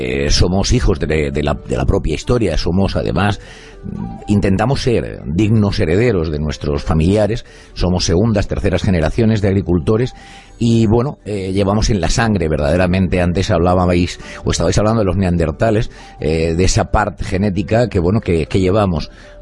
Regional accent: Balsicas, Region of Murcia, Spain; yo soy de aquí, yo soy de Torre Pacheco, más exactamente de un pueblecito del término de Torre Pacheco, pero más exactamente de un pueblo cercano, de Balsicas.

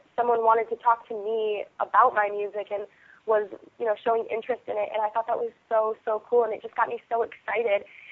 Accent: Lake Orion, Michigan, United States; moved away as an adult; now in New York City, United States; Sure. Yeah, I grew up in Lake Orion, Michigan. So I'm born and bred in the U.S. in the Midwest, and I moved out to New York City in 2007 to go to acting school

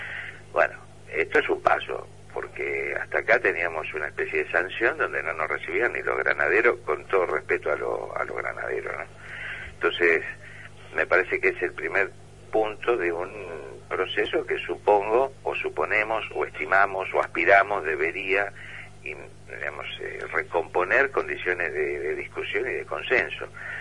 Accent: J.B. Molina, Santa Fe, Argentina; En J.B. Molina, mi pueblo.

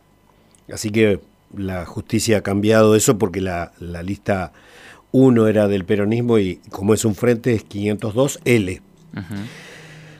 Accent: Santa Rosa, Argentina; born there; Yo nací en Santa Rosa. Mis primeros años me tuve que ir al campo porque mi papá era peón de campo.

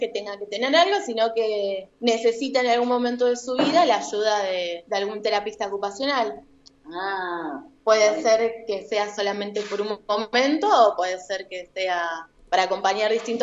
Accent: Quilmes, Buenos Aires Province, Argentina; now in Bariloche, Argentina; vengo de la ciudad de Quilmes

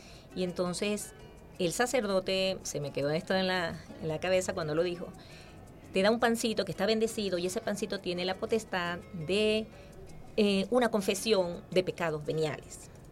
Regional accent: Venezuela; entender lo que valemos como venezolanos

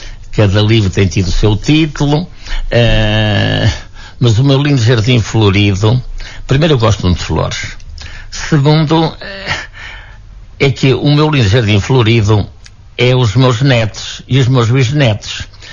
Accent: Portugal; now in Lisbon, Portugal; eu vim de Lisboa de propósito para assistir à festa da minha aldeia

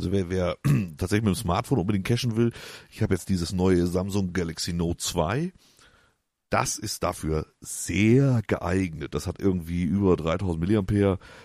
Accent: Hamburg, Germany; ich komme aus dem Süden von Hamburg, deswegen schlägt ich das Hamburgische nur nicht ganz so rein. Das ist zwar schon die Bezugsstadt natürlich, aber wir sind direkt an der Grenze zu Niedersachsen, also mehr dörflich.

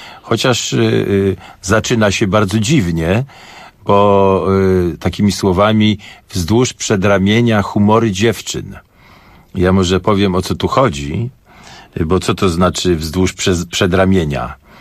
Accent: Warsaw, Masovian Voivodeship, Poland; oczywiście jakby ktoś mnie spytał, skąd ja jestem, to ja jestem z Warszawy.

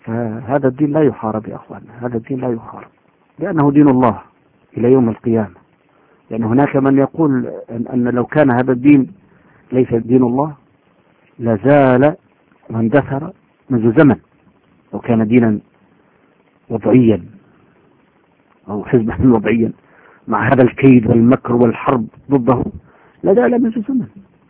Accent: Syria; حزب البعث عندنا في سوريا له 30-40 سنة جيل بعد جيل

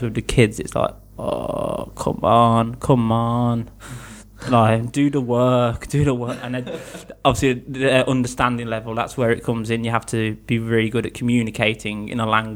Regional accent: Birmingham, West Midlands, United Kingdom; I'm 22 years old. I come from Birmingham, which is in the middle of England. It's actually the second biggest city in England.

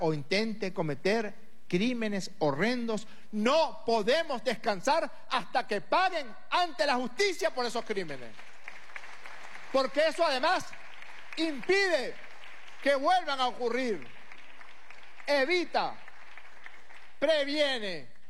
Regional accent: Venezuela; Tenemos que querellarnos como venezolanas y como venezolanos.

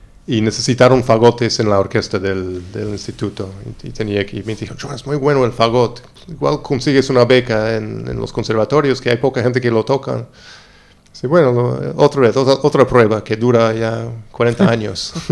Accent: Long Island, New York, United States; Sí, claro, yo soy de la Isla Larga, Long Island, cerca de Nueva York.

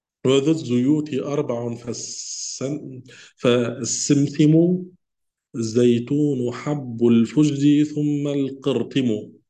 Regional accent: Tunisia; يعني عندنا في تونس نقول هو الجلجلان.

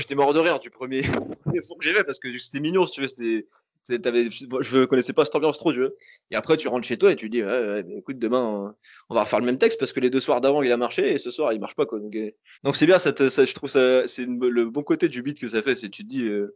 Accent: Toulouse, Occitanie, France; Et on va en ville avec ma caisse, je suis de Toulouse.

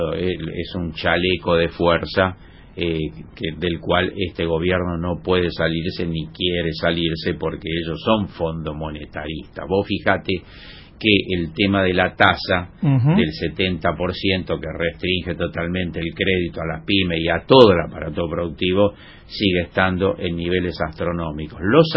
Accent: Argentina; estamos dispuestos a militar más que nunca para que eso ocurra como argentinos y como latinoamericanos

